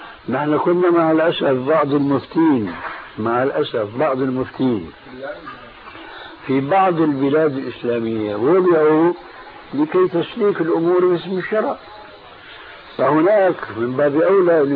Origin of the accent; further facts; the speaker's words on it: Damascus, Damascus Governorate, Syria; كان عندنا في دمشق